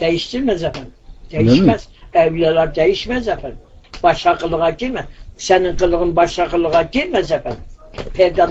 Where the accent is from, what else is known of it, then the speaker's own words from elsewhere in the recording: Kağızman, Kars, Turkey; born there; Kazman doğumluyum, Sarıkamış